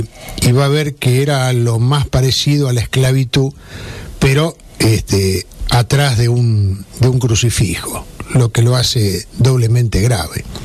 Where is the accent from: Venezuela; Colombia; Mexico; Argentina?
Argentina; a los que somos afectos los argentinos para etiquetarnos y ponernos en pie de guerra